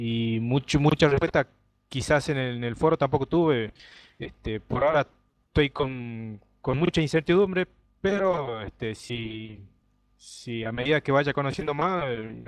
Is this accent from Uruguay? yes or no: no; Salta, Argentina; solamente decía, soy de Salta, pero aún no he tenido contacto con ninguno de aquí.